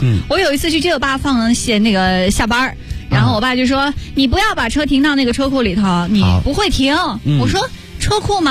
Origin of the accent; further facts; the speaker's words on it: northern China, China; 我那个时候因为我是北方人，我在南方上学